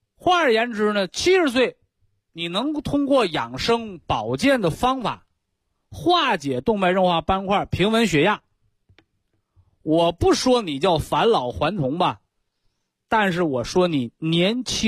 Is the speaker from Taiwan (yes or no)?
no; northern China, China; accent: Northern Chinese; 这是我们北方土话